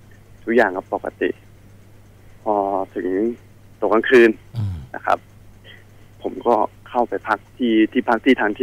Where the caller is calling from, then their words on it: Nakhon Sawan, Thailand; โทรมาจากนครสวรรค์ครับ